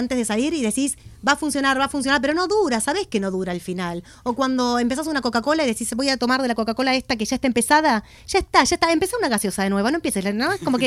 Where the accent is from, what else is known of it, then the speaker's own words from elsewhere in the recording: Argentina; moved away as an adult; soy argentina, antes dije que Argentina es un carro con ruedas cuadradas, ¿no? Volver a empezar, sabemos los argentinos. Y a mis 43 años emigré